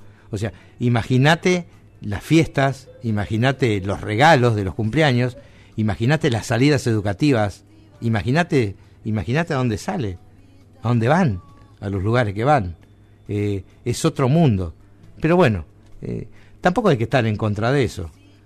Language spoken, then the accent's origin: Spanish; Argentina; somos parias los argentinos